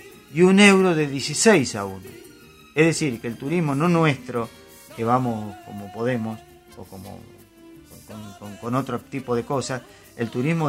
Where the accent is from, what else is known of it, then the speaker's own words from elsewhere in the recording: Argentina; No voy a menospreciar nuestro país porque yo soy argentino y voy a veranear a Argentina y voy a Mar del Plata.